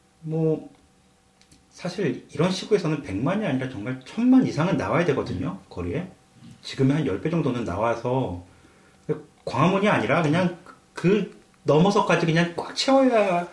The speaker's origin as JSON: {"language": "Korean", "country": "South Korea", "said": "제가 이제 저도 한국 사람이지만"}